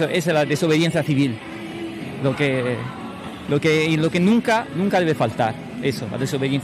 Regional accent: Italy; Spanish is a second language; now in Spain; yo no soy español, pero bueno, soy italiano

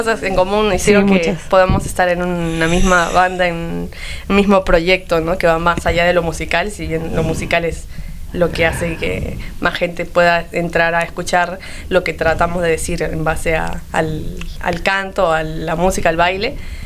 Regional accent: Comas, Lima, Peru; Sí, de Lima. Nací en Cercado de Lima, pero viví desde chiquitita en Comas. Así que ese es como mi barrio más, donde ahí crecí y me moldé.

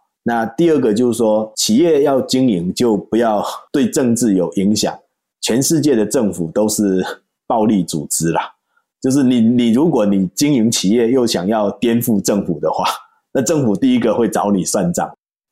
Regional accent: Taiwan; 就是觉得我们台湾人做事还是比较细，比较精细化

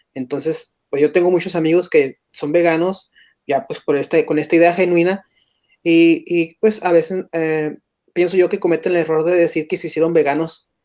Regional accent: Sonora, Mexico; Y pues como somos de Sonora y en Sonora se produce de una manera diferente la carne

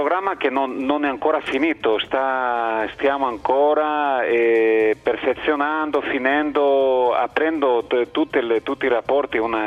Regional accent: Spain; also born or lived in Turin; now in Thessaloniki, Greece; Io sono spagnolo.

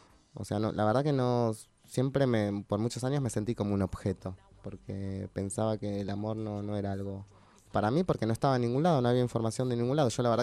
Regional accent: Buenos Aires, Argentina; also born or lived in Monte Grande; Yo nací en Parque Avellaneda, nací en Montegrande en realidad de pedo, pero siempre viví en Capital Federal, en Parque Avellaneda, que es mi barrio, en la casa de mi familia

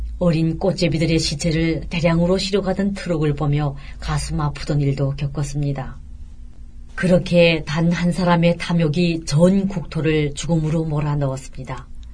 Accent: Hamhung, South Hamgyong, North Korea; now in South Korea; 메마르고 시들고 산마저 민둥산으로 변해가는 마당에 서술만 푸르르던 내 고향의 산야를 마음속에서 지울 수가 없습니다.

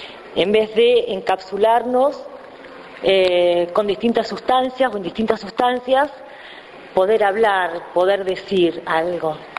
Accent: Saladillo, Buenos Aires Province, Argentina; porque hablo de Saladillo y soy de Saladillo, digo, ¿no?

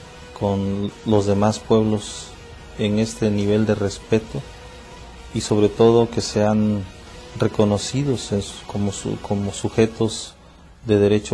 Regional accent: Tlapa, Guerrero, Mexico; born there; Nací en Tlapa, Guerrero.

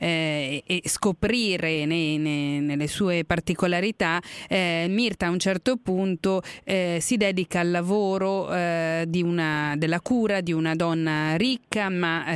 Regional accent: Veneto, Italy; Io sono veneta e questa cosa accadeva molto spesso.

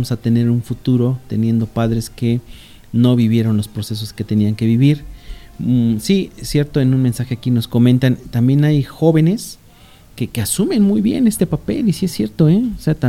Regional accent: Valle de Chalco, State of Mexico, Mexico; todo lo que es Valle de Chalco, al menos que es el municipio de donde yo vengo

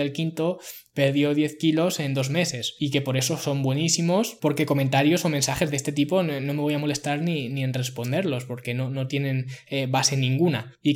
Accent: Ciudad Real, Castilla-La Mancha, Spain; Yo no soy de una gran ciudad, soy de Ciudad Real, que tiene menos de 100.000 habitantes.

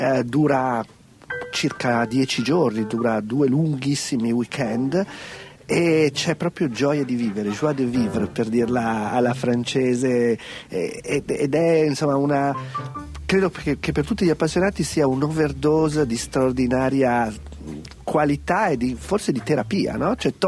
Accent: Milan, Lombardy, Italy; born there; dovevo nascere da quelle parti, invece sono nato a Milano

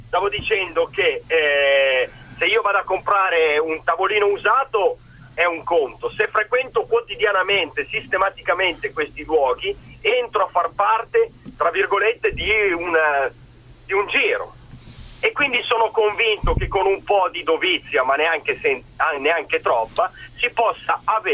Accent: Milan, Lombardy, Italy; sono di Milano.

